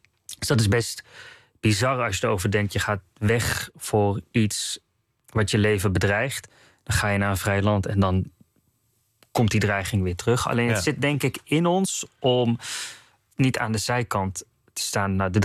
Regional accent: North Brabant, Netherlands; Ik ben tot 2002 opgegroeid in Brabant. Het katholieke zuiden.

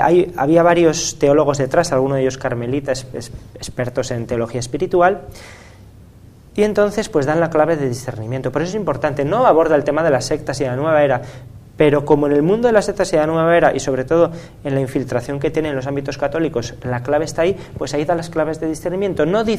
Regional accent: Spain; yo como español tengo que citarla

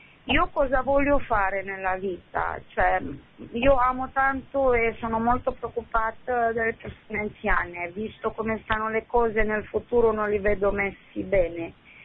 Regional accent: Romania; now in Bologna, Italy; io sono romena

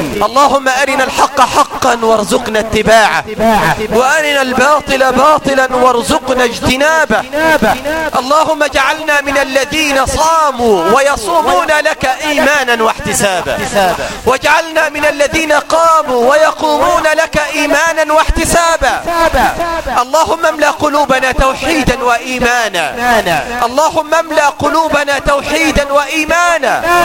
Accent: Egypt; واحقن دماء المسلمين في بلدنا مصر

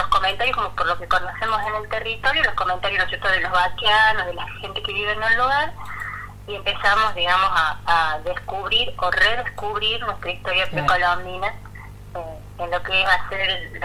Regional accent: Cosquín, Córdoba, Argentina; yo soy de Cosquín

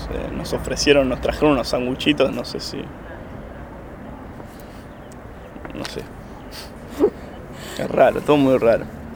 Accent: Ituzaingó, Buenos Aires Province, Argentina; Ituzaingó.

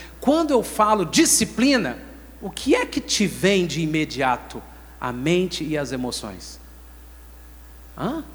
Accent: Minas Gerais, Brazil; Nós somos um estado, nós somos mineiros de Minas Gerais, um povo muito indisciplinado.

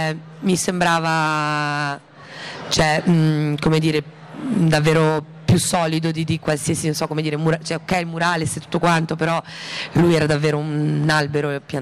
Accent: Cinisello Balsamo, Lombardy, Italy; io sono di Cinisello Balsamo, e a Cinisello Balsamo sono nata in via Martiri Palestinesi

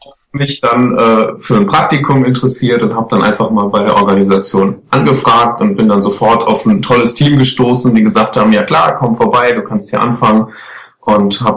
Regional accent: North Rhine-Westphalia, Germany; Das Ruhrgebiet ist und bleibt meine Heimat und das wird sich auch nicht ändern. Ich bin einfach froh, aus dieser Region, aus Nordrhein-Westfalen zu kommen

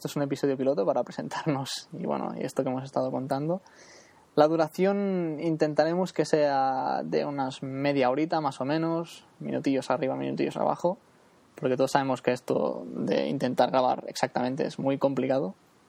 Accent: Girona, Catalonia, Spain; de Gerona. Soy, bueno, sí, estoy en Cataluña, no, aún somos parte de España

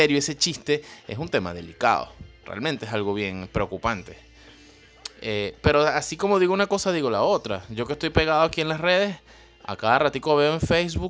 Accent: Venezuela; A veces me da vergüenza decir que soy venezolano, de verdad, les digo.

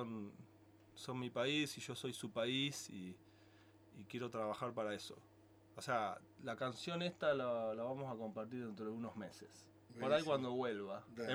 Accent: Buenos Aires, Argentina; born there; En Buenos Aires, que es un país, es el país donde yo nací, porque Buenos Aires es otro país, lo confirmo cada vez más.

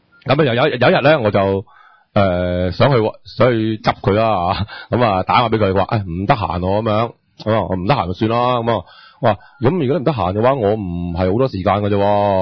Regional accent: Hong Kong; 珠江珠海啊、東莞啊、廣州啊呢啲，我哋香港人都 OK 嘅。

